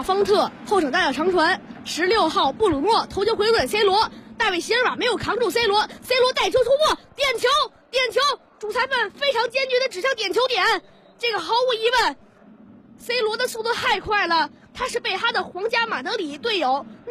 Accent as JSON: {"language": "Chinese", "region": "Beijing", "country": "China", "tie": "born or raised there", "said": "但是作为一名北京的孩子，我更加希望我家乡的球队北京中赫国安队在本赛季中超联赛获得冠军。"}